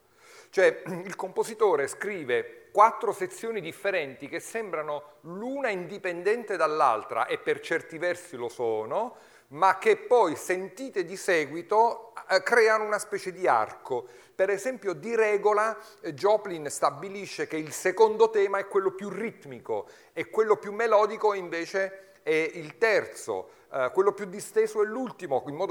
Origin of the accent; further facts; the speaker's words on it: Abruzzo, Italy; questo pianista che non a caso è abruzzese come il vostro conferenziere